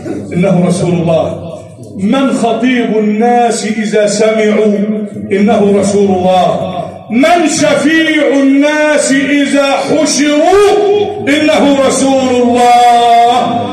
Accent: Egypt; اجعل بلدنا مصر أمنا أمانا، شفاء رخاء، وسائر بلاد

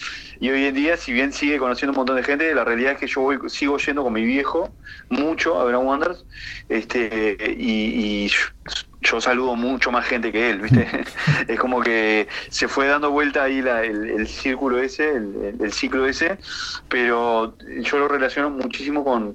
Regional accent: Mexico; also born or lived in France; Yo me fui muy chico de Francia, me fui de los 4 años a México, o sea que mi recuerdo en Francia, aparte vivía en un apartamento

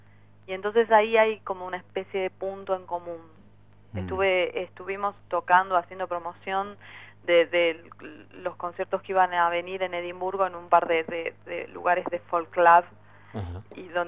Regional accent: Ciudadela, Buenos Aires Province, Argentina; si yo crecí en Ciudadela

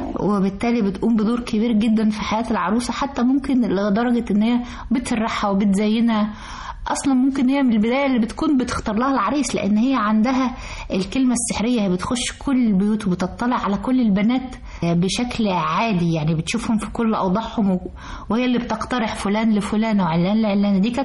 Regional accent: Egypt; والسودان كلها بقت عندنا في مصر

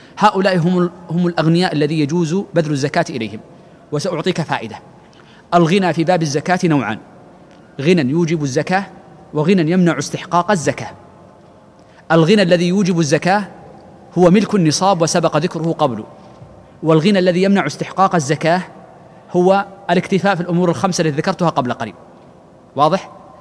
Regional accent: Mecca, Makkah Province, Saudi Arabia; موجود عندنا في مكة

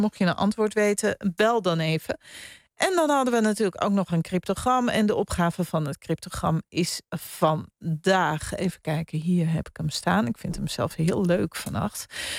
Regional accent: Wormerveer, North Holland, Netherlands; want ik kom zelf uit Wormerveer en daar deden we natuurlijk ook luilak.

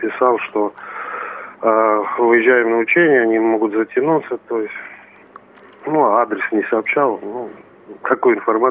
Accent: Ivashevo, Ivanovo Oblast, Russia; also born or lived in Ankovo; Да, родился я в село Аньково, Ильинского района Ивановской области. С 2 лет проживал в село Ивашево, тоже Ильинского района. Учился в начальной средней школе села Ивашево.

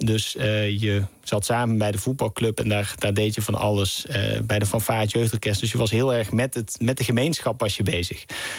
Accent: Knegsel, North Brabant, Netherlands; dat ik uit Knechtsel kwam. Dat is een heel klein dorpje in Brabant.

